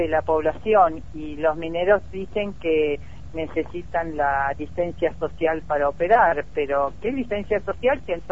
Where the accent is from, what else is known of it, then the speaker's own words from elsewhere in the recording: Argentina; es alevoso lo permisivos que somos los argentinos, ¿no?